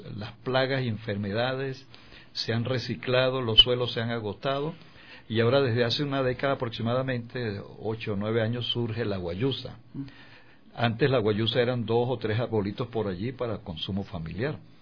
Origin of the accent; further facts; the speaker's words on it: Mérida, Venezuela; moved away as an adult; now in Ecuador; No, soy de los Andes de Mérida.